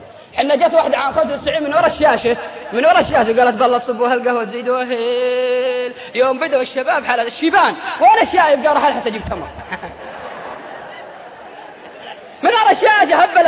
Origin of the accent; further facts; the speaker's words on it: Al-Qassim, Saudi Arabia; عندنا في القصيم انا رايت بعيني،